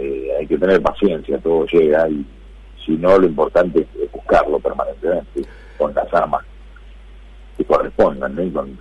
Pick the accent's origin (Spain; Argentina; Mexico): Argentina; porque somos argentinos y queremos que en Río tengamos más presencia.